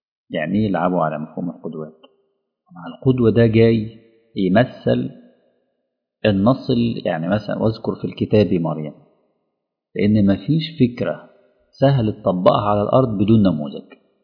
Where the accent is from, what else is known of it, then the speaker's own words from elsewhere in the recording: Alexandria, Alexandria Governorate, Egypt; في اولاد كتير جدا مثلا في مدينتي في الاسكندرية